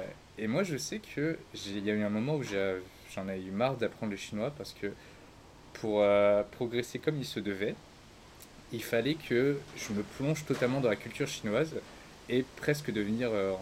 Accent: France; also born or lived in Cambodia; moi je suis français, cambodgien, avec des origines asiatiques et un mélange culturel de plein de nationalités

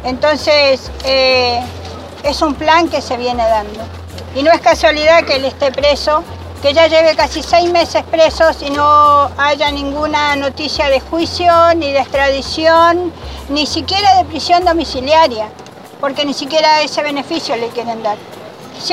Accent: Bariloche, Río Negro, Argentina; Y eso, de donde yo vengo, en Bariloche, no pasa hace más de...

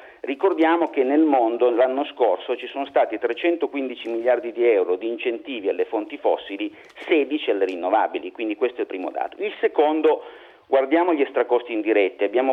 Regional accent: Turin, Piedmont, Italy; born there; io sono ingegnere, sono nato a Torino, tendo a essere pignolo

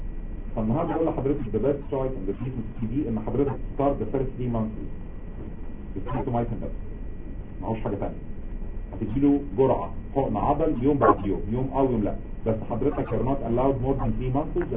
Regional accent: Egypt; لو انت عارف عندنا في مصر احسن حاجه

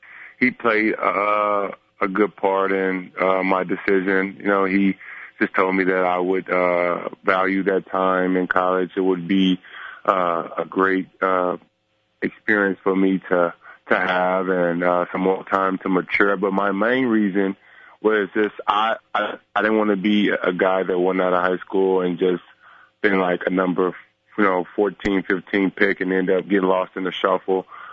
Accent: Dallas, Texas, United States; I like playing against Dallas because I'm from Dallas.

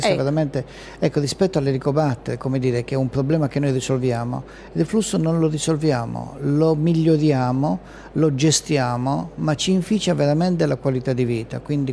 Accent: Bologna, Emilia-Romagna, Italy; io vengo da Bologna

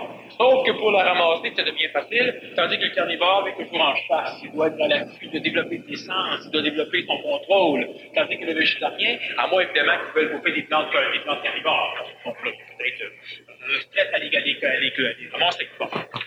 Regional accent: Montreal, Quebec, Canada; Je suis un Montréalais. Je suis un Québécois.

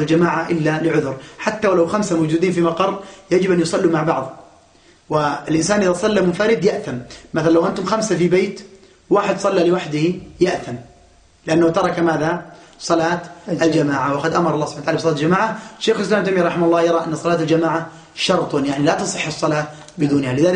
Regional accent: Daraa, Daraa Governorate, Syria; أو مجاهدين من عندنا في درعا أو غيرها

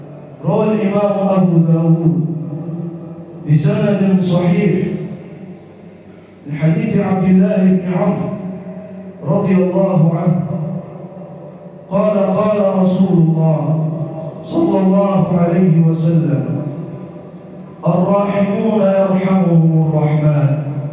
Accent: Egypt; واجعل بلدنا مصر راحة للأمن والأمان والسلم والسلام

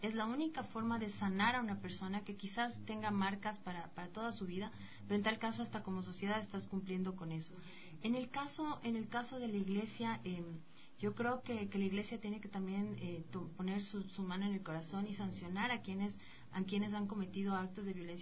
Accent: Ecuador; aquí hay una alerta para todos como ecuatorianos en tomar en cuenta que este puede ser un momento del stop.

